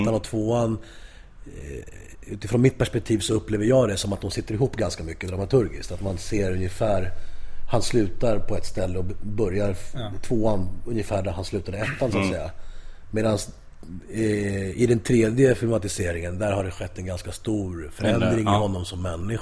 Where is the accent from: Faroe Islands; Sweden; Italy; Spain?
Spain; Jag är spanjor från Spanien.